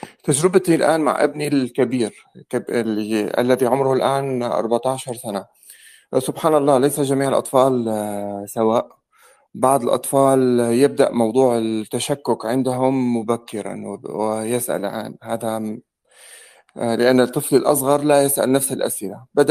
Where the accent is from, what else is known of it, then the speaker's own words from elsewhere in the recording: Syria; moved away as an adult; now in France; أنا سوري عايش في فرنسا منذ 14 سنة. أتيت هنا في عام 2008 من أجل تحصيل الدكتوراه،